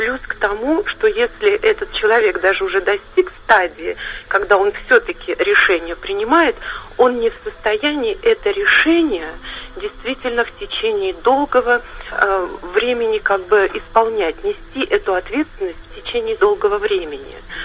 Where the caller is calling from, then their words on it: Sergiev Posad, Moscow Oblast, Russia; Да, я дозвонилась из Сергиева Посада.